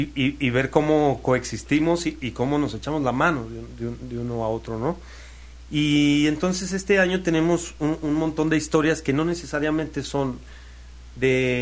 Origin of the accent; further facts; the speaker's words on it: Mexico; todo lo que como mexicanos vamos a estar viviendo en este año